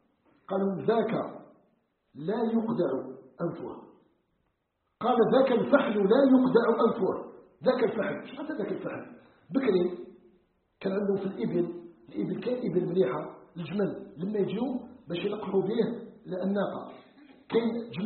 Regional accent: Algeria

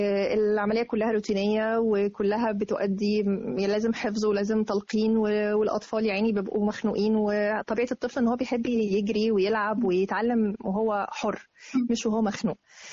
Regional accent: Arish, North Sinai, Egypt; also born or lived in Riyadh, Saudi Arabia; الوطن الأساسي العريش، بس أنا كان مسقط رأسي الرياض. الميلاد مكان ميلادك الرياض بس. وبعد كده رجعنا تاني للعريش مع والدي.

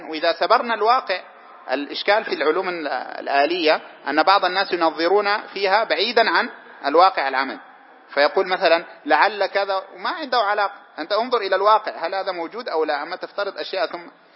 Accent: Sudan; زي الحلو مر عندنا في السودان

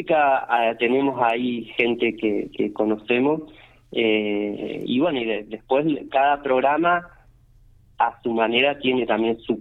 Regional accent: Bariloche, Río Negro, Argentina; yo vengo de Bariloche, no es tan lejos, pero bueno, también soy de afuera

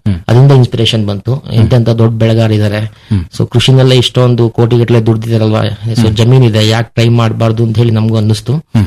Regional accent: Kellangere, Karnataka, India; ಊರು ಅರಸೀಕೆರೆ ತಾಲೂಕು ಕೆಲ್ಲಂಗೆರೆ.

